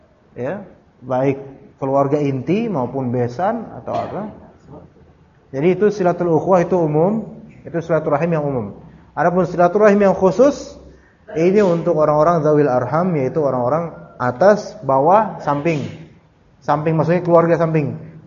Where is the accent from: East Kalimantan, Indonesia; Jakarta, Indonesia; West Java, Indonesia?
Jakarta, Indonesia; Saya orang mana sih ya? Jakarta, Betawi, Sunda, Jawa juga.